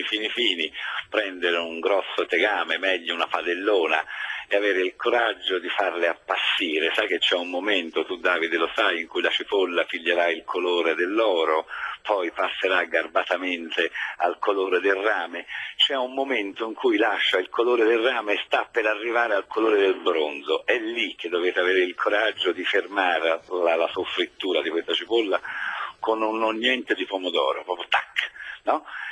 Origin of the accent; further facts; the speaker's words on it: Florence, Tuscany, Italy; essendo io fiorentino e toscano